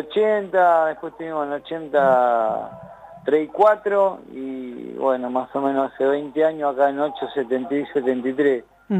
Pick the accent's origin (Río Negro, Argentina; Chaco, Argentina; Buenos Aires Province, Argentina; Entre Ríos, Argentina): Buenos Aires Province, Argentina; Villa Elvira; Nosotros somos acá de Villa Elvira